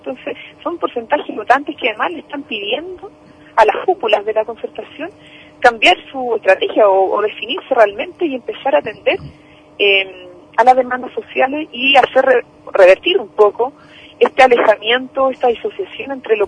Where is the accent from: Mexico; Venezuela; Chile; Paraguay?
Chile; nosotros nos queda como chilenos en chilena, como en nuestro largo territorio nacional